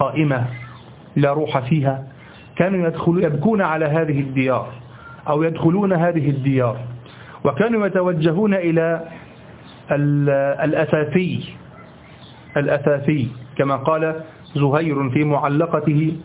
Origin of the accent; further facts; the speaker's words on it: Egypt; الذي يسمى عندنا في مصر الهباب